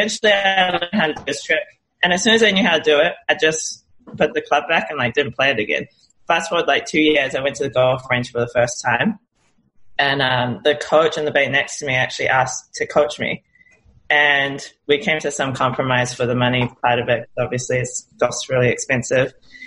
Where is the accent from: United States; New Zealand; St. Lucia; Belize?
New Zealand; So obviously I'm from New Zealand.